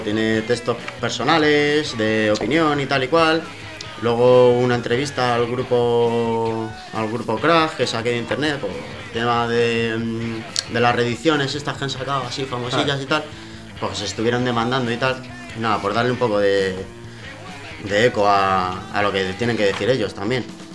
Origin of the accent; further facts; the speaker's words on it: Valencian Community, Spain; Yo soy de La Coma, de por ahí...